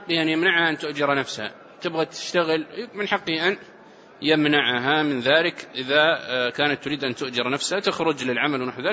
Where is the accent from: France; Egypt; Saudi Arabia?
Saudi Arabia; والعرف عندنا في السعودية المسكن الواحد والشقة بمرافقها